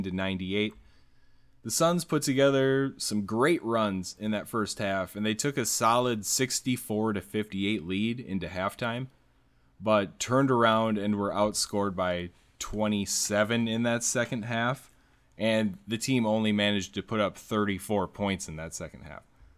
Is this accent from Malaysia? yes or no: no; South Dakota, United States; I come from South Dakota, so what can I talk smack about, right?